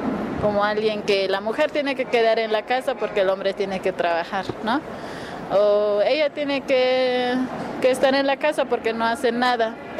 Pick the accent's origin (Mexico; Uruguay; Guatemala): Guatemala; Huehuetenango; Spanish is a second language; Es el pueblo Janjobal, que se ubica en Huehuetenango, en el norte de Huehuetenango, fronterizo con Chiapas. Y sí, es casi vecino con Chiapas. Soy bilingüe. Oh, trilingüe, porque también domino un poco lo que es el acateco